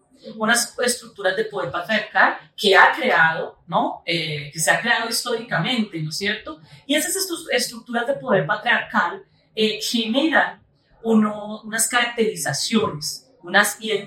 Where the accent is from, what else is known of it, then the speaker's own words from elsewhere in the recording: Colombia; moved away as an adult; now in Brazil; luego me voy a vivir a Brasil. Tuve que salir de Colombia por situación de seguridad, por mi trabajo en derechos humanos.